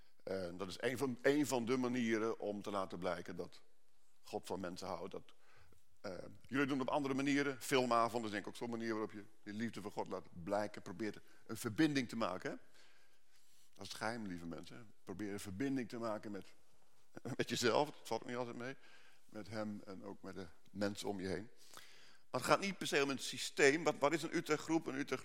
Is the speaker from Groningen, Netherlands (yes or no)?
yes; Groningen, Netherlands; Ik weet niet waar jullie vandaan komen, ik kom uit Groningen en dan hebben we hekel aan gebakken lucht.